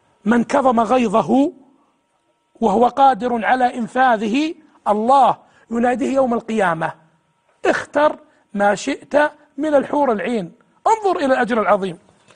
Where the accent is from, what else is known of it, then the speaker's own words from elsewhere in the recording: Saudi Arabia; وزارة الداخلية عندنا في السعودية